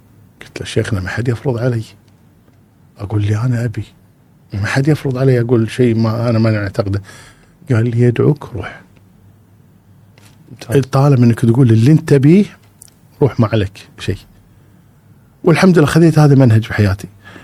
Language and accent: Arabic; Kuwait; أذكر مشكلة عندنا بالكويت